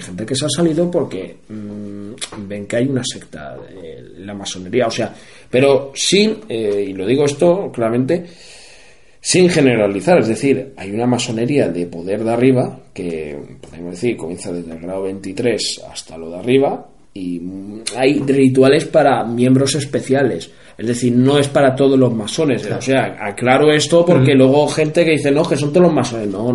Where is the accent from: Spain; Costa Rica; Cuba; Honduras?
Spain; como español que soy